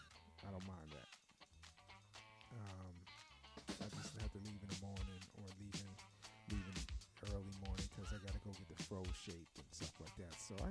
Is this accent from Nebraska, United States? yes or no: no; New Jersey, United States; I don't know if I'm going home to Jersey. I might. I don't know yet. I'll let you guys know. I'm people from New Jersey.